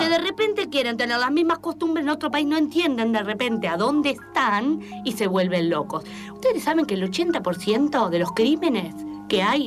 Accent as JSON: {"language": "Spanish", "country": "Argentina", "said": "Resulta que cada vez somos menos argentinos, ¿sí?"}